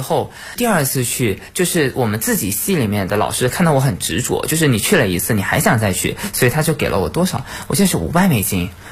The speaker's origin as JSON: {"language": "Chinese", "country": "China", "said": "我遇到反正最常见的问题就是，你们中国人是不是都吃狗肉？就你会发现真的外界真的对我们中国人会有"}